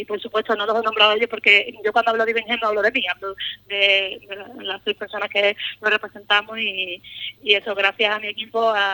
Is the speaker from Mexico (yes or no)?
no; Ubrique, Andalusia, Spain; estoy súper orgullosa de ser ubriqueña y de ver cómo mi pueblo se ha volcado tanto con esta causa